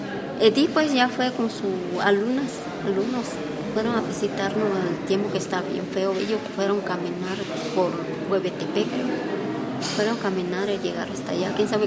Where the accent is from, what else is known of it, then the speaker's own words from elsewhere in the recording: Guerrero, Mexico; vengo del San Marco, municipio de Mitlatomas.